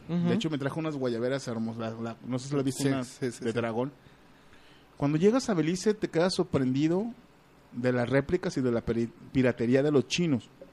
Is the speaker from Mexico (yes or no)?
yes; Mexico; Pero da la casualidad de que somos mexicanos